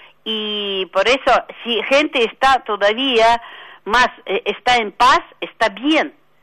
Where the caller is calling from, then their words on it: La Tablada, Buenos Aires Province, Argentina; de Tablada.